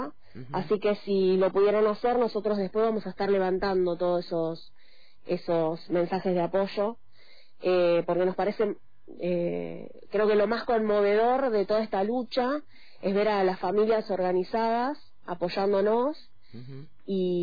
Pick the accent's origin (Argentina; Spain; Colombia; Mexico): Argentina; como argentinos estamos cansados del ajuste.